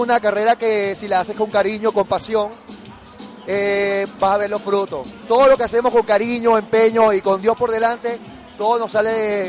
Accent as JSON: {"language": "Spanish", "town": "Margarita", "region": "Nueva Esparta", "country": "Venezuela", "lives_now": "Caracas, Venezuela", "said": "salí de Margarita a Caracas porque vi que aquí se evoluciona más rápido, hay mucho más que aprender acá"}